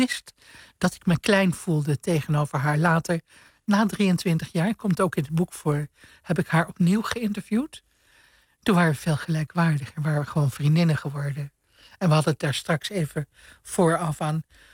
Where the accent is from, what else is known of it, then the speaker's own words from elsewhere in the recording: Suriname; also born or lived in Indonesia; Ik ben in Indonesië geboren. En mijn vroegste jeugd is in Suriname. De tuin in Suriname. Tropenleven.